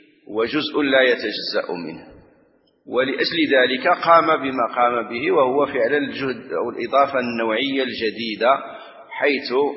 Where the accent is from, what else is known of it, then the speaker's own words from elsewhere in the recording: Morocco; نحن عندنا في المغرب من سنة من من من نحو 30 سنة تقريبا